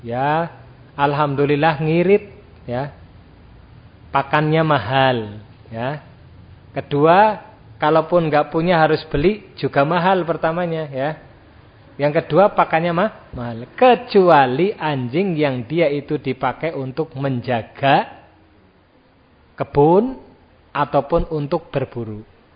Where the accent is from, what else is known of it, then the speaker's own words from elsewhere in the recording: Java, Indonesia; Nah, sekarang banyak anak muda enggak tahu bahasa Jawa ya. Kita orang Jawa sebetulnya yaitu tadi ya perlu latihan ya.